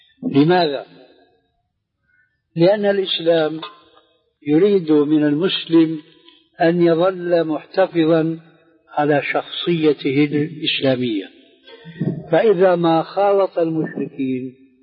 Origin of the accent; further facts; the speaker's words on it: Syria; عندنا في سوريا